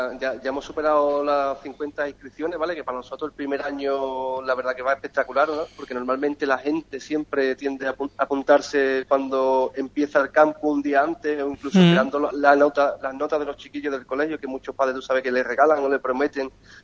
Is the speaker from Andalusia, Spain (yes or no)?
yes; Cádiz, Andalusia, Spain; Como gaditano y como cadista que soy, aparte de empleado del club, claro.